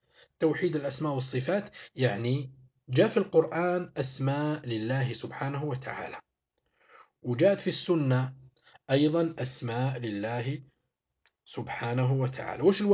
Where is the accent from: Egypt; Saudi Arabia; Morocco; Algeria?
Algeria; حنايا هنايا في طريقة الدفن عندنا في الجزائر نديروا طريقة الشق.